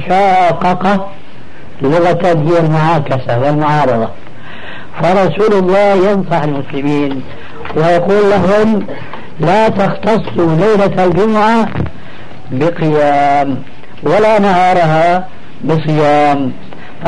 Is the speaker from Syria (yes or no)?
yes; Syria; لكن نقرأ هكذا كما كانوا يقولون عندنا في الشام